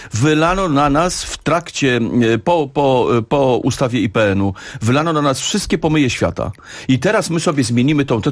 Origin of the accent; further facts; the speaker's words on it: Warsaw, Masovian Voivodeship, Poland; ja jestem warszawiakiem na co dzień